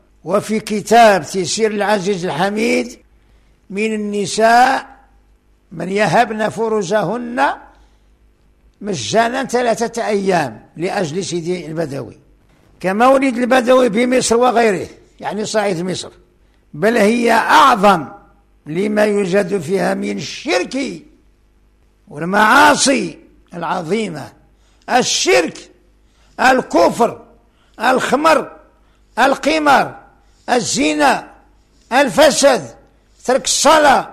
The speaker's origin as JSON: {"language": "Arabic", "country": "Morocco", "said": "وهنا عندنا في المغرب بعد الأضرحة يطاف بها بالإحرام مثل الكعبة"}